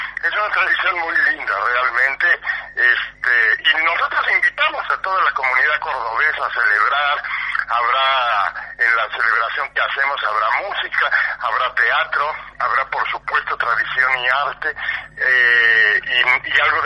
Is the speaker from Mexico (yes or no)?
yes; Mexico; somos muchos los mexicanos y también los amigos argentinos que nos apoyan